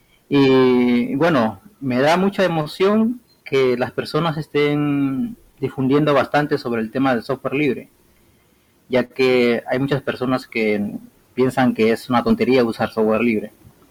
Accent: Peru; yo soy de Perú. Aquí son exactamente la 1:00 p.m. con 8 minutos, y bueno, desde acá, desde Perú

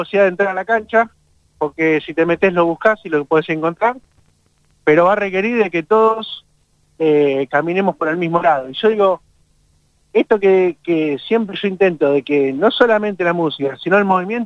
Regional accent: Bernal, Buenos Aires Province, Argentina; soy de una calle que estaba cortada y no podían pasar los autos. Entonces toda mi infancia en el Triángulo de Bernal lo hicimos ahí

